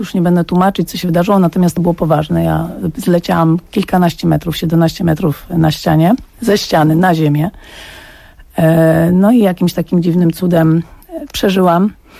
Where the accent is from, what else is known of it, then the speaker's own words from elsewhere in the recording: Łódź, Łódź Voivodeship, Poland; ja miałam 17 lat, byłam już w liceum plastycznym w Łodzi, bo pochodzę z Łodzi